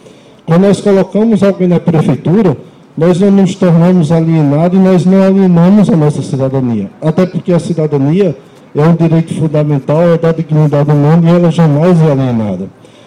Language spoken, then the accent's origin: Portuguese; Northeast Region, Brazil; now in Cachoeira do Sul, Brazil; meu sotaque é um pouco diferente. Eu sou nordestino e atuo aqui no movimento comunitário. Em razão de fazer 13 anos que eu moro aqui na cidade de Cachoeira do Sul